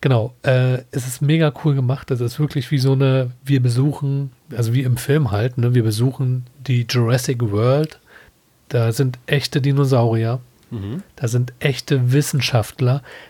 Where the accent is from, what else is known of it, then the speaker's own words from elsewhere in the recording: Berlin, Germany; Ich bin in Schöneweide groß geworden.